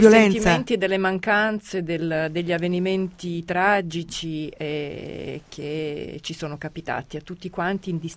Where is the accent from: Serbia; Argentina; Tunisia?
Serbia; con tutte le cose che avevo sentito di me stessa come serba, avevo anche io la stessa paura di perdermi, di perdere il mio nome, di perdere la mia identità